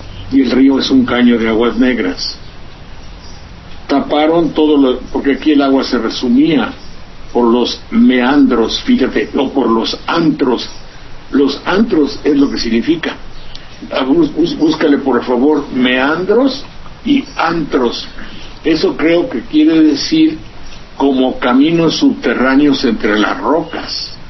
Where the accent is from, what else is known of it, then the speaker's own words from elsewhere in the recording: Veracruz, Mexico; el río Sedeño, entre Jalapa y mi pueblo.